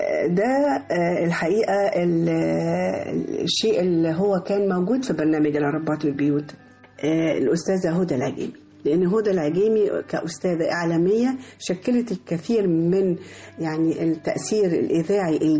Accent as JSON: {"language": "Arabic", "country": "Egypt", "said": "لان احنا كلنا ولاد مصر"}